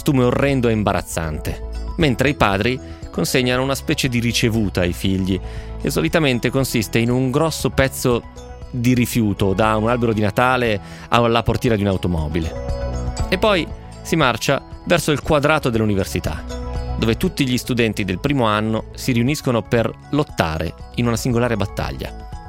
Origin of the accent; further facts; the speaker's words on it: Mexico City, Mexico; moved away as an adult; also born or lived in Turin; now in St Andrews, United Kingdom; ho 21 anni. Sono nata a Torino, ma sono cresciuta a Città del Messico. È da 3 anni che vivo a St. Andrews, in Scozia, dove mi sono trasferita per l'università.